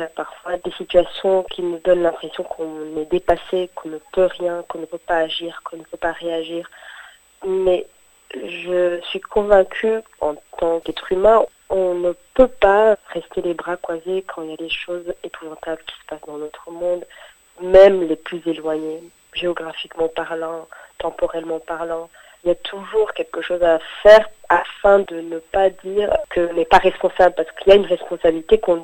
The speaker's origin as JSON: {"language": "French", "country": "Rwanda", "said": "cette cicatrice qui fait partie de notre histoire en tant que Rwandais"}